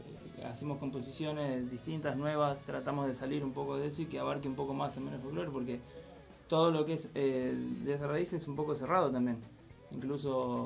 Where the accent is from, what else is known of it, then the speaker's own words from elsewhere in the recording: Monte Grande, Uruguay; yo soy de Monte Grande, acá en zona sur.